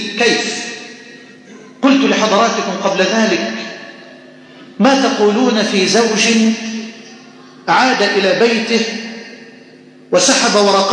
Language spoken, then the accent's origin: Arabic; Egypt; أن تجعل بلدنا مصر واحة للأمن والأمان